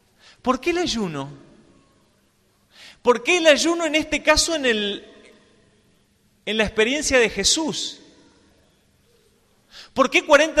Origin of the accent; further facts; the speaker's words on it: Mendoza, Argentina; yo soy de Mendoza y me gusta escalar.